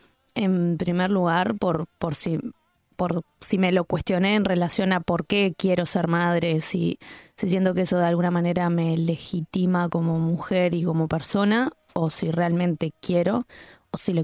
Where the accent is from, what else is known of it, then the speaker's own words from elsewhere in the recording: Uruguay; no iba a vivir una crisis de agua en mi país, donde que me crié pensando en el Uruguay de aguas disponibles